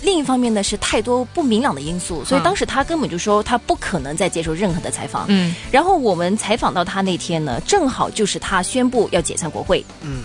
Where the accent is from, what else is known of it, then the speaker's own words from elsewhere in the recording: Guangdong, China; accent: Cantonese; 我们广东话说